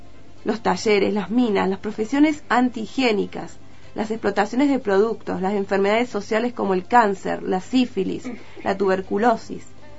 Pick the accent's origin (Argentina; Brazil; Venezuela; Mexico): Argentina; Córdoba; Yo soy de Córdoba capital